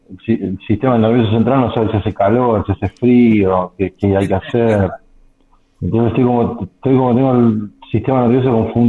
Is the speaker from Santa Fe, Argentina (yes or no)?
no; Haedo, Buenos Aires Province, Argentina; now in Lomas de Zamora, Argentina; yo soy oriundo de la ciudad de Aedo, pero unos 20 días antes de la pandemia me vine para Lomas de Zamora y bueno, quedé acá, quedé atrapado en esa pandemia y quedé después definitivamente acá.